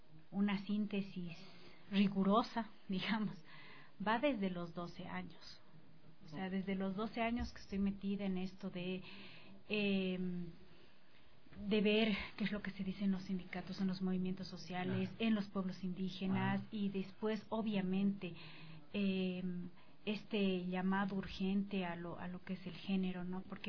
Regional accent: Bolivia; para nosotros como bolivianos

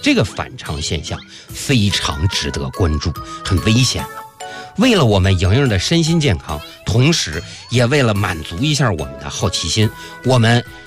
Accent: Northeast China, China; 作为一个东北人，我的人生信条

